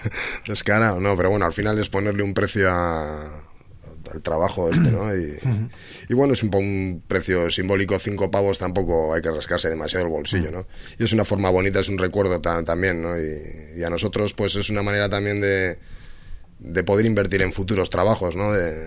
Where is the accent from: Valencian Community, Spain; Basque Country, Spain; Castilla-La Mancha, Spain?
Basque Country, Spain; Bilbao; Somos así, somos de Bilbao